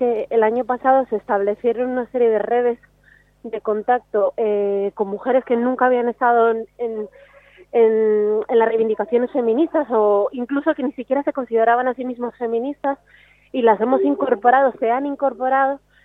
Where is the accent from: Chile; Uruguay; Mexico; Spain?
Spain; Oviedo, Asturias; A ver, yo soy de Oviedo